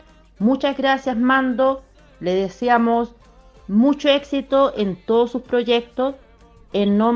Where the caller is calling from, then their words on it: Norway; de Noruega.